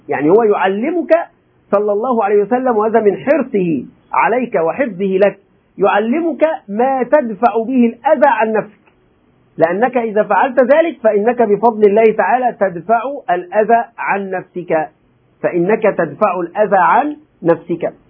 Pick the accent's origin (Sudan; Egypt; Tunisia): Egypt; ولذلك نحن عندنا أخطاء كمصريين، أتكلم عن المصريين